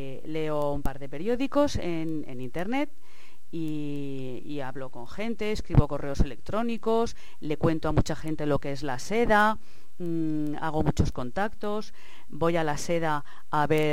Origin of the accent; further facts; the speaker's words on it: Madrid, Community of Madrid, Spain; born there; now in Alicante, Spain; Pues yo nací en Madrid porque mi abuelo era cirujano y era médico, y entonces mi mami, cuando le tocaba dar a luz, pues se iba a Madrid a que mi abuelo la cuidara y la ayudara.